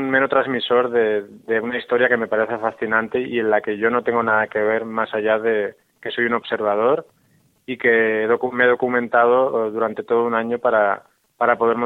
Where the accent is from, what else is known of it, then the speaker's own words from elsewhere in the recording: Spain; now in Mexico; ese escape que yo realicé cuando me fui de España a vivir a México, uh-huh, y de ahí a visitar el desierto.